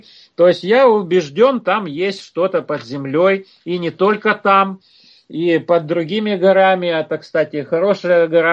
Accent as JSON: {"language": "Russian", "region": "Ural", "country": "Russia", "tie": "born or raised there", "said": "я вот сам родом с Урала"}